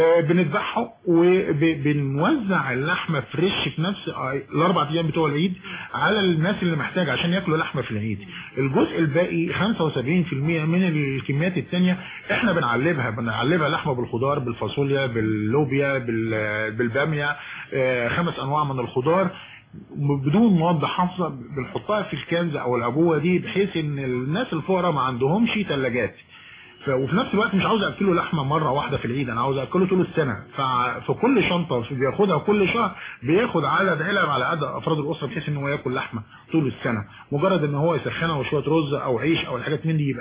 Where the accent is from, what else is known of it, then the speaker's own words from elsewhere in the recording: Egypt; احنا كعادتنا كمصريين او شرقيين بنعمل اكتر من المطلوب في العزومات